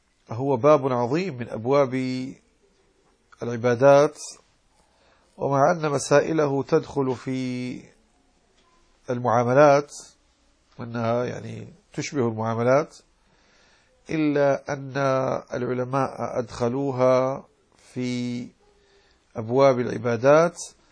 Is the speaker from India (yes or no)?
no; Morocco; يعني نحن في المغرب نقول في لهجتنا زكاة الزرع يعني زاد ونمى